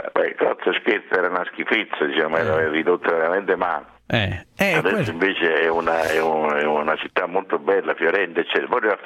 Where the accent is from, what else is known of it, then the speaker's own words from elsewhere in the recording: Salerno, Campania, Italy; io sono di Salerno.